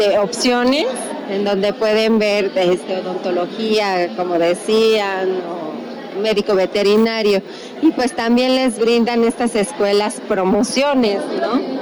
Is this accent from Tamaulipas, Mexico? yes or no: no; Amecameca, State of Mexico, Mexico; nosotros somos de Ameca Meca